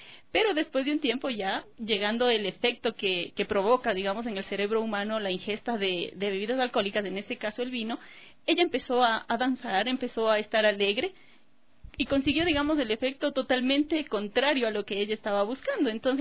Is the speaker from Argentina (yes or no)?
no; Guaitacama, Cotopaxi, Ecuador; un grupo de danza que había en mi pueblo natal, en Guaitacama.